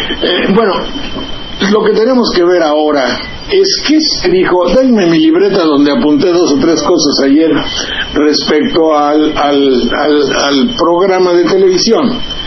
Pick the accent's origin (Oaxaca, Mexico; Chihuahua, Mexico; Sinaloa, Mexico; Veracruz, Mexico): Veracruz, Mexico; Banderilla; born there; donde nací, en Banterilla, Jilotepec, Colocotita, cerca de Jalapa, en la provincia.